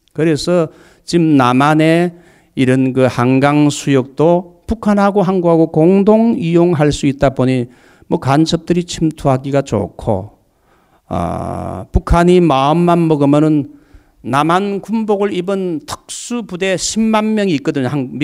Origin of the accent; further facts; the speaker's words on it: Busan, South Korea; also born or lived in Daegu; 저는 대구 부산에서 이렇게 자라난 사람이에요. 그래서 대구 부산에서 자라고 인천에 가서 공부하고 서울에 가서 공부하고 광주에 가서 제가 훈련 받았기 때문에 한국의 5대 중요한 도시는 제가 다 돌았어요.